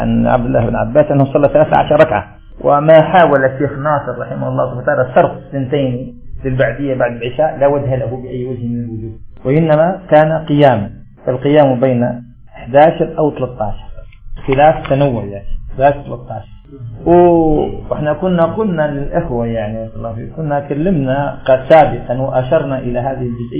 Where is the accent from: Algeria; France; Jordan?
Algeria; عندنا في الجزائر سبح اسمه قل يا كثرة السلامة